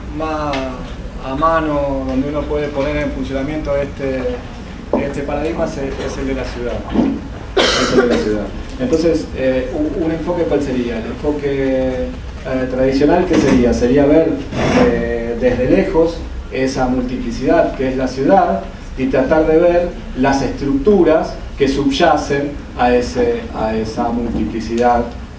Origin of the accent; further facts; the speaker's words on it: Brazil; Spanish is a second language; O sea, somos brasileños de locos